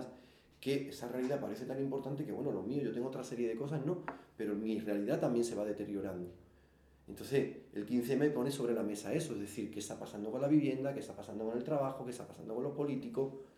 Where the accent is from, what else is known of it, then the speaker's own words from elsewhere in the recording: Jerez de la Frontera, Andalusia, Spain; also born or lived in France; now in Madrid, Spain; Bueno, yo no soy de aquí, yo soy de Jerez, me fui a Francia, ahora soy en Madrid.